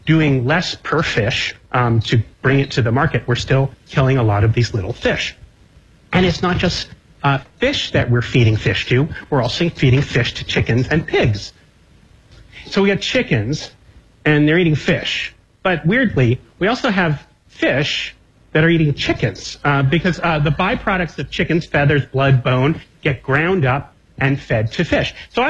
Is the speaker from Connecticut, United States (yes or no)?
yes; Connecticut, United States; This is my home state of Connecticut.